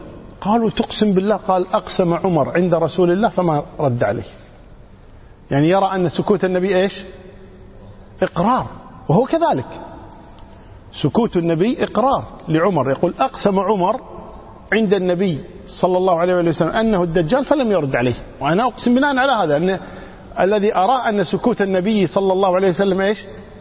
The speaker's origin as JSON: {"language": "Arabic", "country": "Kuwait", "said": "إحنا عندنا مثل من الكويت يقول"}